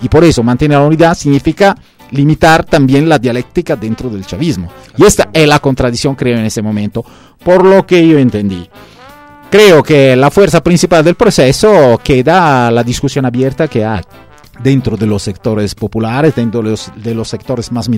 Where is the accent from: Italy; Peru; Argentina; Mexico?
Italy; Spanish is a second language; Por lo que puedo decir yo como italiano y como europeo